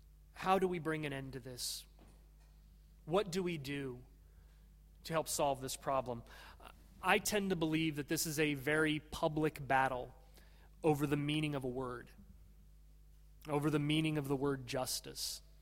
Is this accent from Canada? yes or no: no; United States; and insofar as I am an American, I must say, from threats to our property.